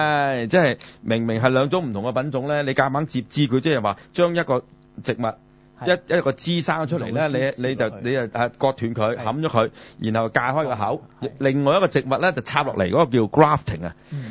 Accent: China; 我哋中國人就唔飲牛奶㗎嘛

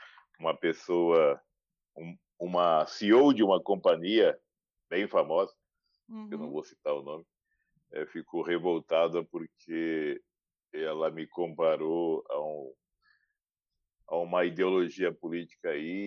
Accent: Campo Grande, Mato Grosso do Sul, Brazil; now in São Paulo, Brazil; sou de Campo Grande, no Mato Grosso do Sul. Moro em São Paulo há 14 anos.

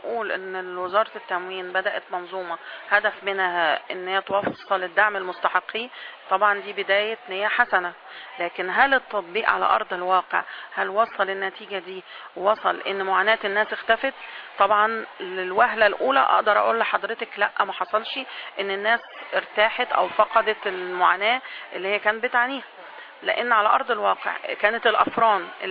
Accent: Egypt; احنا كمصريين عندنا عقيده من ايام الفراعنه ان القمح ده من الحاجات المقدسه اللي عندنا

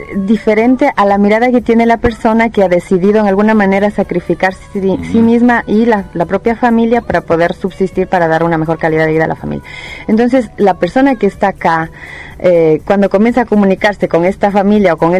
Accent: Ecuador; now in Italy; se me venía a la mente la fase de mi salida del Ecuador

